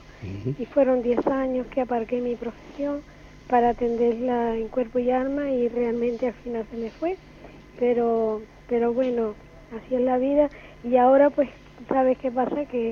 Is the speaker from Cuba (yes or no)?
no; Canary Islands, Spain; soy canaria de las 7 islas.